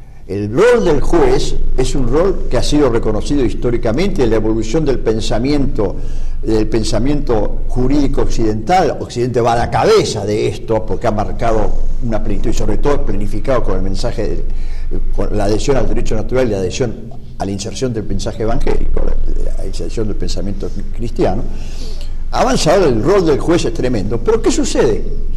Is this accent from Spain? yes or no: no; Argentina; como ciudadanos argentinos, permanecer indiferentes a esto.